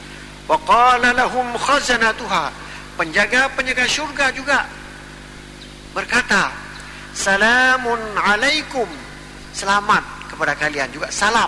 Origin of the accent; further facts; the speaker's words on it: Aceh, Indonesia; Tapi kalau kita orang Aceh kadang-kadang bukan itu tahapan yang diucapkan.